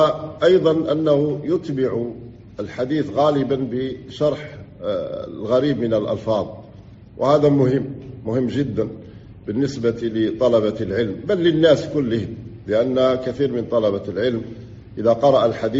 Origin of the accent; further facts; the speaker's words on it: Algeria; وليس إحنا عندنا في الجزائر أمسكوا بعض الإخوة